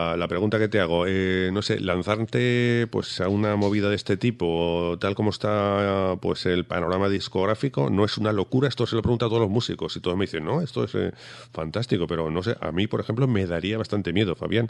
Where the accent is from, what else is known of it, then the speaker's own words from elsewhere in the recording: Huesca, Aragon, Spain; yo soy de Huesca.